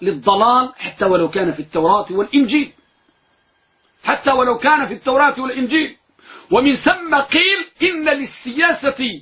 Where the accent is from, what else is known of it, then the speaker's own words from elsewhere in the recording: Morocco; نحن عندنا في المغرب نقول ضرب الحلق إنسل خلق